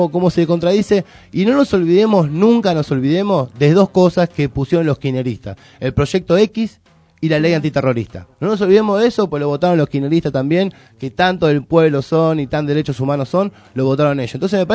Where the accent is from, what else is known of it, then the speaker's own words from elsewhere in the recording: Buenos Aires, Argentina; Yo me crié en una villa cuando era chico, en Lugano.